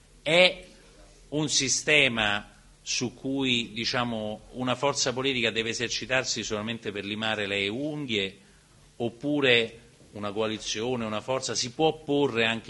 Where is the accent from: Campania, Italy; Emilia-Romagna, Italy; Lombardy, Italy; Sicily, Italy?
Campania, Italy; accent: Neapolitan; diciamo la mia pronuncia, io sono molto locale, diciamo nel napoletano va a faticare